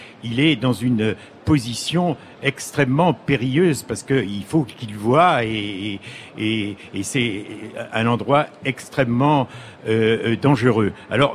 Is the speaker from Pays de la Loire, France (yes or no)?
yes; Saint-Pierre-la-Cour, Pays de la Loire, France; born there; ces deux combattants là qui sont nés dans le village où je suis né en Mayenne.